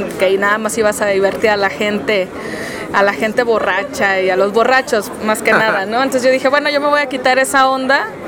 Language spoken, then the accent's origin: Spanish; Francisco I. Madero, Coahuila, Mexico; yo soy de un pueblo, bueno, ya es ciudad ahorita, de una ciudad que está cerca de Torreón, Coahuila, que se llama Francisco y Madero. Entonces es una ciudad pequeña. Entonces ahí yo viví hasta los 17 años